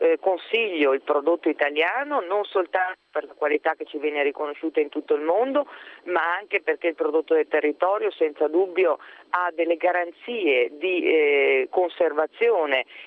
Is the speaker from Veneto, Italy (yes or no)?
yes; Veneto, Italy; io sono molto legata alle tradizioni italiane, in particolare a quella del mio territorio, del Veneto.